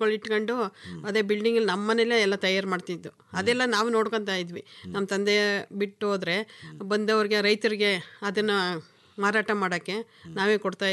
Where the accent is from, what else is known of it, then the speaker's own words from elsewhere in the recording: Binaknalli, Karnataka, India; also born or lived in T Narasipur; ಅಂದರೆ ನಮ್ಮೂರು ಬಿನಿಕ್ನಳ್ಳಿಗೂ ಮತ್ತು ಟಿ ನರಸೀಪುರಕ್ಕೂ 3 ಕಿಲೋಮೀಟ್ರ್ ಸರ್.